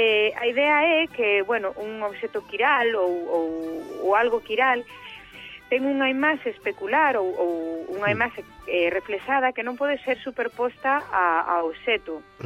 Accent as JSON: {"language": "Galician", "region": "Galicia", "country": "Spain", "said": "eu son das Rías Baixas, entón estou moi acostumada, pois, eso, a un estilo concreto"}